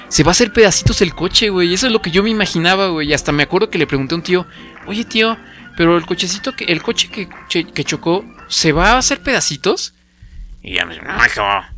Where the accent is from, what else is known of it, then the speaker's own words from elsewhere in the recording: Morelia, Michoacán, Mexico; yo crecí en Morelia, entonces yo quería